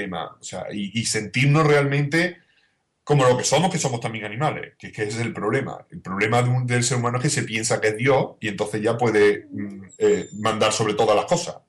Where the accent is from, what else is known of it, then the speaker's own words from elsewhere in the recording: Spain; porque yo me considero español y de nacional nada.